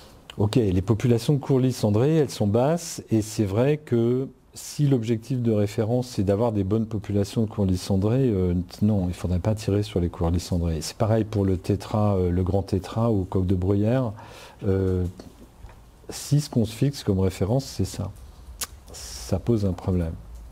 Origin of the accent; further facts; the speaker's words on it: Grand Est, France; quand je suis rentré à l'âge de 40 ans dans la région où j'ai grandi, hein, dans le Haut-Rhin, en Alsace